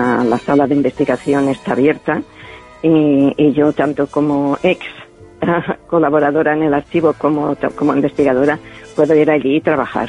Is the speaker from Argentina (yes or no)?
no; Balearic Islands, Spain; Spanish is a second language; yo soy procedente de Mallorca. Y entonces yo aprendí el castellano, aunque no hablo bien el catalán, el mallorquín, pues yo he aprendido un castellano un poco deficiente desde mi punto de vista.